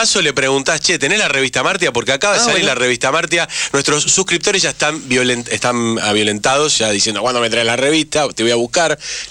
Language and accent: Spanish; Buenos Aires, Argentina; Somos de Almagro, yo también soy de Almagro